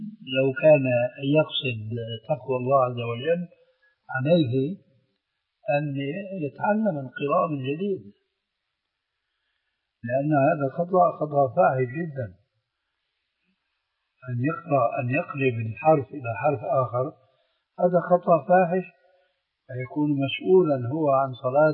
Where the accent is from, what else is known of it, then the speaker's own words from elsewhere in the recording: Syria; وهكذا عندنا في سوريا أيضا يقولون الذال الذين